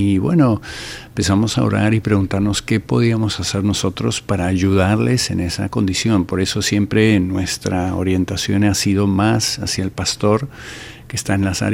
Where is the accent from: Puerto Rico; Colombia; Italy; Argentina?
Argentina; also born or lived in California; he vivido toda la vida en Argentina, salvo un tiempo que estuve en California.